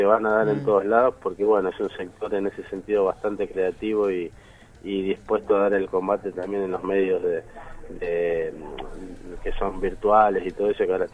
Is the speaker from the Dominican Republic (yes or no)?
no; Argentina; Somos simplemente artistas argentinos que queremos expresarnos